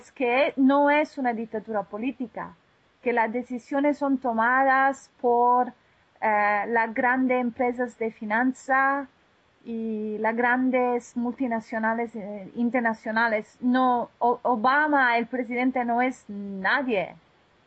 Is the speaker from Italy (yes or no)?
yes; Italy; Spanish is a second language; now in Philadelphia, United States; Y yo soy italiana, yo no soy gringa, no soy gringa